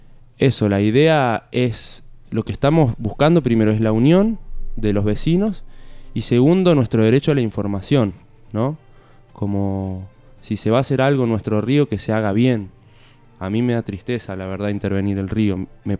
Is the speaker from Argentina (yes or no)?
yes; Capilla del Monte, Córdoba, Argentina; also born or lived in La Falda; Sí, yo me crié acá en Capilla del Monte. Bueno. Nací en La Falda, viví en Charbo 4 años.